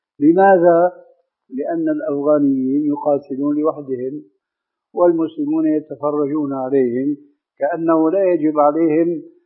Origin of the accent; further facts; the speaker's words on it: Damascus, Damascus Governorate, Syria; كما يقولون عندنا في دمشق بدها الزكتار